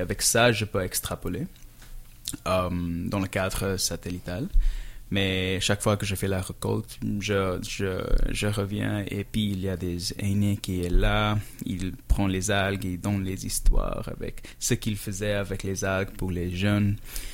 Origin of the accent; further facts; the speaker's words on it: India; now in Canada; C'est vrai, parce que moi, je viens de l'Inde.